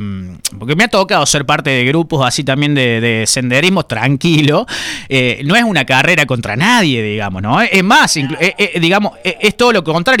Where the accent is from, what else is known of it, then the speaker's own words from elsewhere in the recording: Córdoba, Argentina; Somos de acá de la Sierra Chica